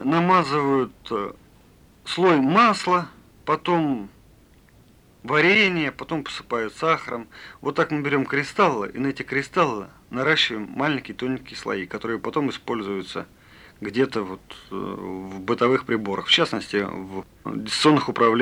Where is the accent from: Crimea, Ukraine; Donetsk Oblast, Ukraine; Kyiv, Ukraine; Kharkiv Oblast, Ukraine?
Kharkiv Oblast, Ukraine; Kharkiv; also born or lived in Voronezh, Russia; Родился я в Воронеже. Вот. А спустя год моя мама переехала обратно к своему мужу, к моему отцу, в Харьков.